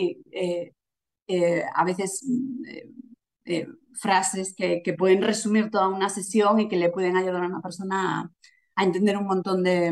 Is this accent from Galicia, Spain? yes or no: yes; A Coruña, Galicia, Spain; moved away; yo soy de La Coruña, aunque hace ya mucho tiempo que no vivo allí.